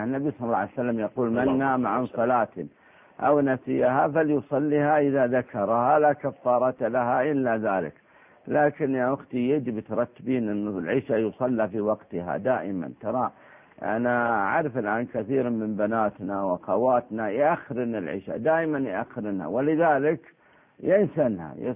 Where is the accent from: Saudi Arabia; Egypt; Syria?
Saudi Arabia; يعني عندنا في السعودية الخادمة ما لها قدر واحد